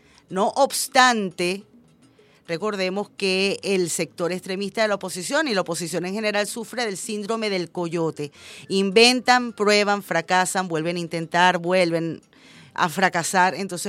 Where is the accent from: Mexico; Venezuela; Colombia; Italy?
Venezuela; todos somos venezolanos y todos tenemos algo en común, además de nacer en esta bonita tierra